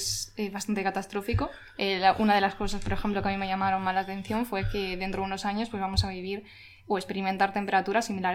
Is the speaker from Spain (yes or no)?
yes; Andalusia, Spain; yo como andaluza y creo que también el resto de andaluces